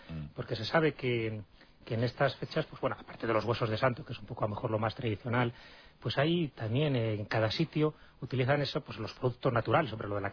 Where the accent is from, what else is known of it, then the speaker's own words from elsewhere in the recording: Béjar, Castile and León, Spain; Entonces, en Béjar, en concreto en Salamanca, los bejaranos salen al campo a degustar lo que allí llaman las calbotes o las calbotas, que son las castañas